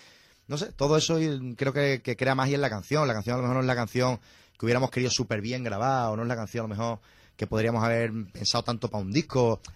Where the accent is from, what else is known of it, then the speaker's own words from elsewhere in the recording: Zafra, Extremadura, Spain; ninguno somos de Badajoz. Uh-huh. Miguel es de Cádiz, de Conil de la Frontera, Jorge es cacereño y yo sí de Zafra. Y por la vida, pues terminamos todos en Badajoz